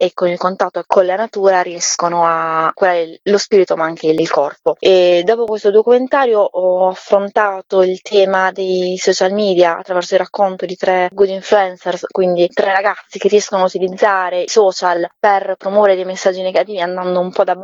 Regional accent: Apulia, Italy; Ovviamente noi da pugliesi conosciamo molto bene il territorio

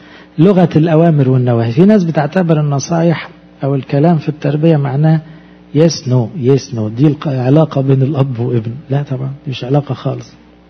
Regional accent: Egypt; زي مثلا اب عندنا في مصر يقول لابنه في الجامعة ترجع لي الساعة 10

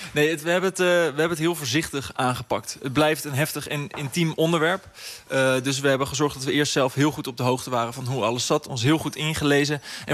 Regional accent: The Hague, South Holland, Netherlands; Want die verhalen, wij komen uit Den Haag, die zijn natuurlijk heftig om te lezen

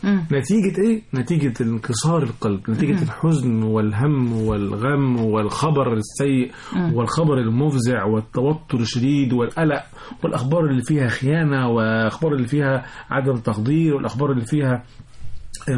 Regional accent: Egypt; لان احنا كمصريين تفاعلنا حب غير عادي لهذا البلد

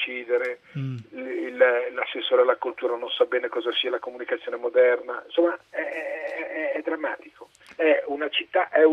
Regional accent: Milan, Lombardy, Italy; born there; sono nato a Milano, milanese puro, con i nonni, tutto proprio unico, credo che siamo rimasti in 250, milanese puro sangue, nato proprio all'isola, insomma, in Corso Como, da quelle parti là.

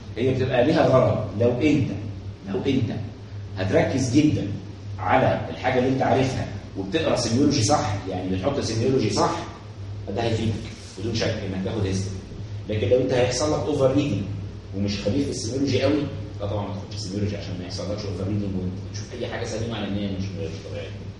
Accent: Aswan, Aswan Governorate, Egypt; بصوا يا باشا زمان عندنا في اسوان، اسوان دي محافظه ملتم

